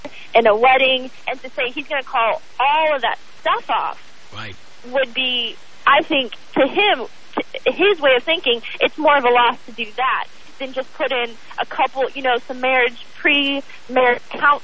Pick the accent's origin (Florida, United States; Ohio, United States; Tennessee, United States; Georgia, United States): Florida, United States; I'm from there. I'm from Florida, spent some time in Tallahassee